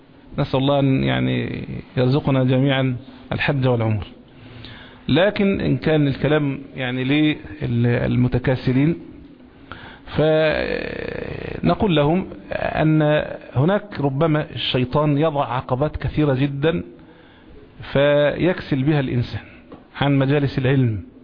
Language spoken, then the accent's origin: Arabic; Egypt; كل المصريين عارفينه طبعا، كان عندنا فيلم زمان كمصريين